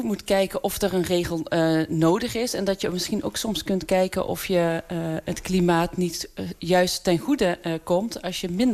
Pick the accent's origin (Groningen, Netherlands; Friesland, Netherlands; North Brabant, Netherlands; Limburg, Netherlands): Limburg, Netherlands; Maastricht; Want ik ben in Maastricht opgegroeid. Ik heb hier altijd gewoond.